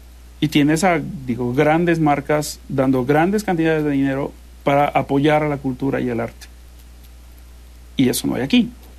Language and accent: Spanish; Mexico; aquí en mi país, en México